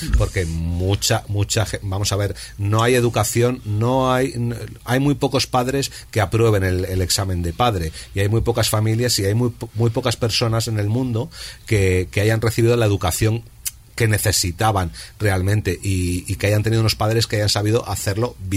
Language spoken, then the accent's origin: Spanish; Spain; moved away as an adult; yo no tenía ninguna oportunidad en mi país porque hasta que no cambió mucho las cosas, las oportunidades para los jóvenes eran nulas